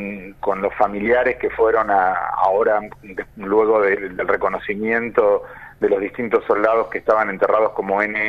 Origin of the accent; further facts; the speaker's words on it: Argentina; es un poblado, ¿no? Tiene 1800 habitantes, o sea que rápidamente cuando uno llega es identificado como alguien que viene de afuera y sobre todo como alguien argentino.